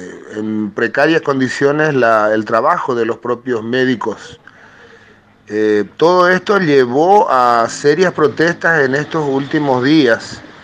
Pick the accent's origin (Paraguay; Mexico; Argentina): Paraguay; soy de oficio cantautor hace 35 años en mi país, el Paraguay